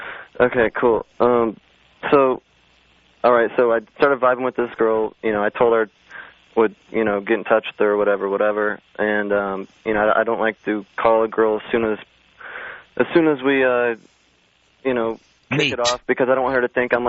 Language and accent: English; Midwest, United States; now in California, United States; I'm from the Midwest.